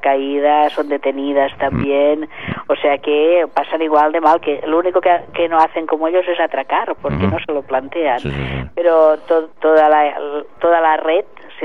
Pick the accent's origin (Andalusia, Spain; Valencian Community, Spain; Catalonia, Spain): Catalonia, Spain; L'Hospitalet de Llobregat; también se ha hecho una ruta en Hospitalet, de donde soy yo